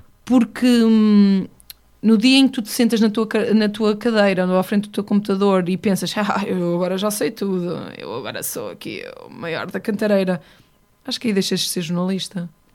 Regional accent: Oliveira das Meias, Norte, Portugal; Eu sou de Oliveira das Meias, que por acaso é no Norte, mas eu não sou uma mulher do Norte

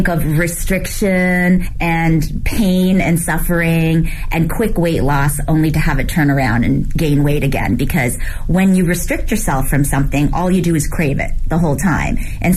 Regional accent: Canada; moved away as an adult; also born or lived in Hong Kong / New York; now in Beijing, China; I was born in Hong Kong. I grew up in Canada. I lived in New York for 16 years before moving to Beijing 9 years ago.

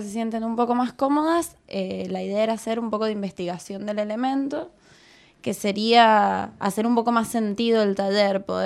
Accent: San Juan, Argentina; De San Juan.

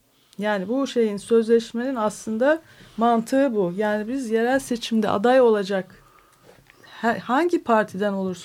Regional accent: Istanbul, Turkey; Dedik ki biz İstanbullular olarak kendi aramızda bir sözleşme yapabilir miyiz?

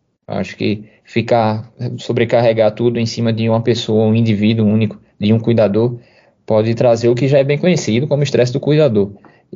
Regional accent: Recife, Pernambuco, Brazil; de Recife, de Pernambuco, de Olinda, é enorme da minha família. E estar participando, ajudando a minha terra, para mim é importante.

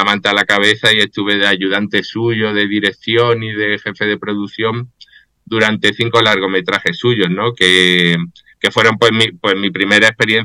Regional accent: Málaga, Andalusia, Spain; Bueno, pues yo soy malagueño, allí empezábamos a chorrear olas

